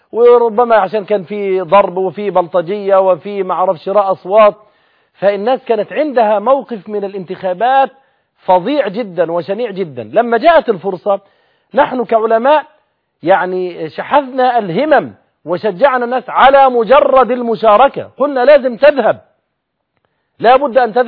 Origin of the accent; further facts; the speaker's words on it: Egypt; اولا نحن كمصريين حديث عهد بالكلام في السياسة، امر جديد علينا